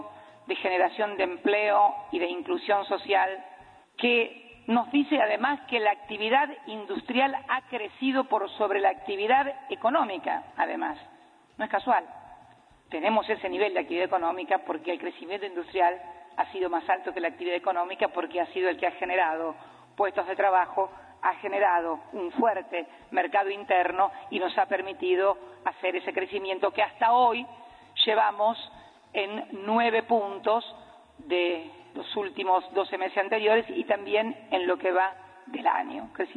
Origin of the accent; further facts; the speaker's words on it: Argentina; Yo soy argentina, se sabe que es.